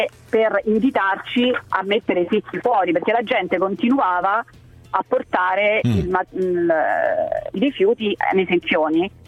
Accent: Rome, Lazio, Italy; Io sono nata a Roma e vivo a Roma da 50 anni.

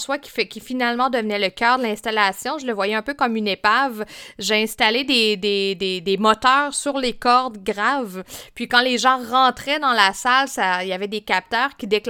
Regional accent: Fermont, Quebec, Canada; je viens de la Côte-Nord, mais pas du coin ouest que j'ai investigué pour ce projet. T'sais, à la base, je viens de Fermont

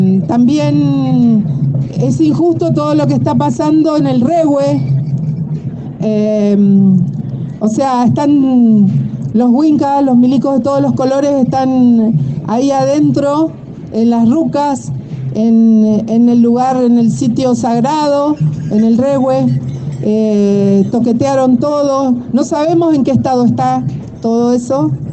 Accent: Trelew, Chubut, Argentina; Lafken Cheñen, Mapuche, Tehuel Cheñen, Trelew, vengo de Trelew

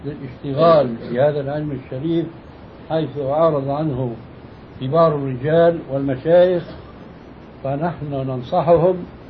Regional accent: Syria; وهذا كانوا إلى أهل قريب عندنا في سوريا يمتطيه طبقة معينة من الناس

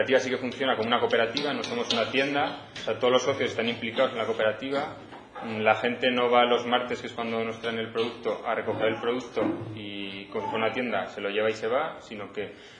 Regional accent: Aragon, Spain; como hay gente que somos de la Magdalena, que estamos subiendo a Torrero por los productos

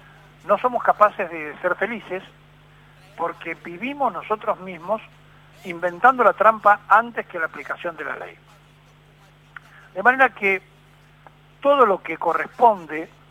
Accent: Argentina; para hacer ver que nosotros somos argentinos y que hacemos lo que queremos

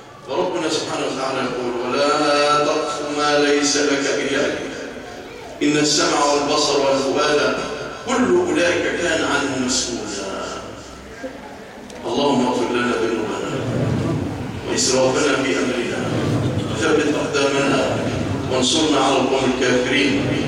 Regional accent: Egypt; اللهم اجعل بلادنا مصر أمانا رخاء

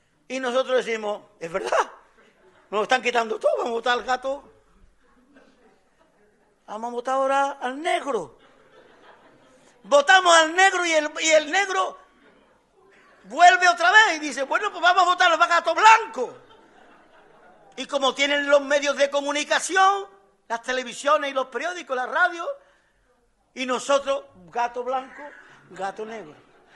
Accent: Andalusia, Spain; como trabajadores y como andaluces

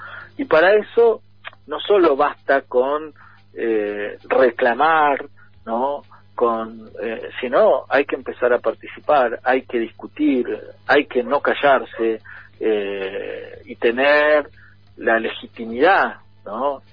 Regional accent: Argentina; Se construye de la idea de que somos argentinos

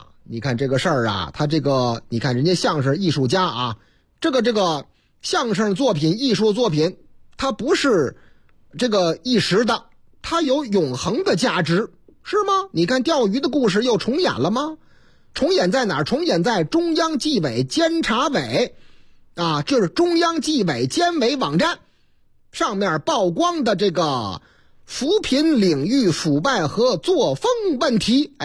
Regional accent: Beijing, China; 角楼图书馆在我老家，啊，河南不是，上海不是，四川、也不是，就在左安门那喇溜。

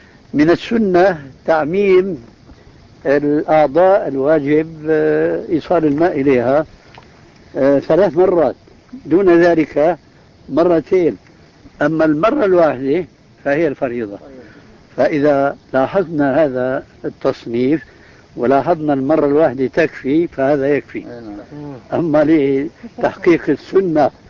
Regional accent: Levant, Syria; كما يقولون عندنا في الشام ما عبت عيني الكأس

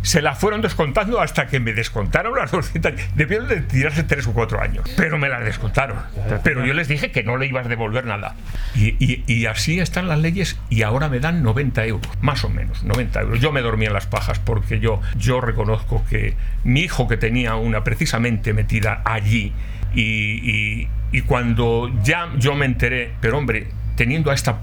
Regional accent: Castile and León, Spain; yo soy de la provincia de Valladolid, si va usted a mi tierra, pues verá en las casas antiguas

